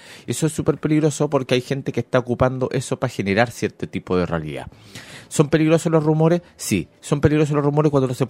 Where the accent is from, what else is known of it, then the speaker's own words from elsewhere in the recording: Chile; No es algo que esté ocurriendo solamente en Chile porque somos chilenos.